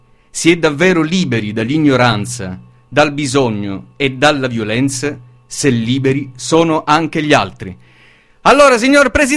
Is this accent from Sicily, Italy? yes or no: yes; Taormina, Sicily, Italy; io sono di Taormina messinese